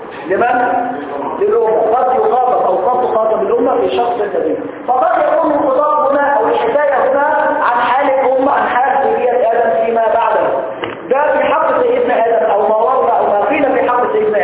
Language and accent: Arabic; Egypt; الجماعه اللي عندنا في مصر النهارده